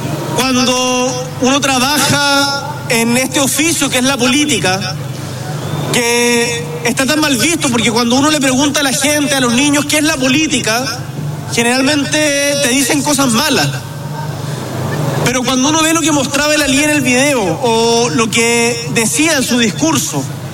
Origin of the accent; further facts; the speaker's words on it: Magallanes, Chile; also born or lived in Santiago, Chile; yo soy magallánico y me costó mucho acostumbrarme a Santiago. Nunca uno olvida el lugar de donde viene, ni Magallanes en mi caso